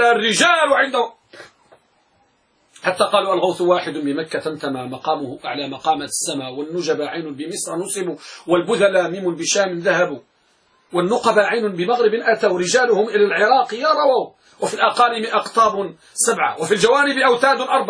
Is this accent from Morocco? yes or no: yes; Morocco; ولهذا أحد الجلادين عندنا بالمغرب يدعى عبد العاطي